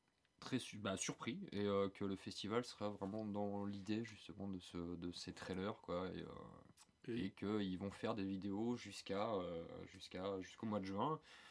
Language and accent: French; South, France; Je viens du Sud.